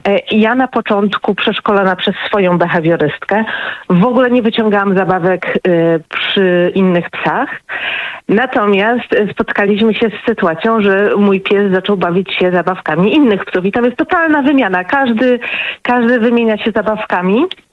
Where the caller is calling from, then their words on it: Tychy, Silesian Voivodeship, Poland; Nie, ja z Tychów.